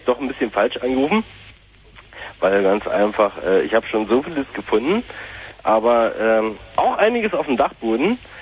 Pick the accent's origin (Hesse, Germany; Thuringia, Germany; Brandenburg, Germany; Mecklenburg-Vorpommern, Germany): Brandenburg, Germany; Cottbus; Na, ich bin eigentlich aus Cottbus.